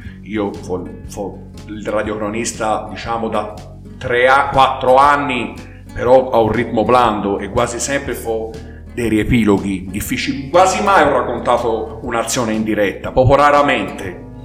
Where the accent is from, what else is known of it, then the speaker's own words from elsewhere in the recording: Montevarchi, Tuscany, Italy; la squadra del mio paese, Montevarchi